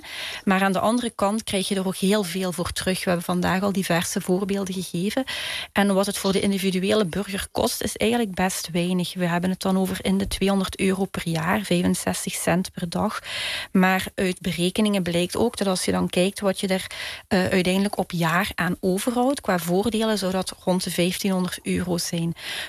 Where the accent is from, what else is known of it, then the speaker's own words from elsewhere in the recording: Belgium; ik kom uit België